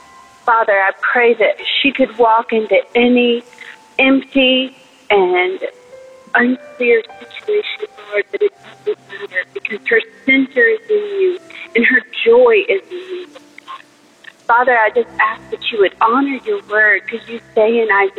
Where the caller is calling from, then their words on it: Nashville, Tennessee, United States; from Nashville.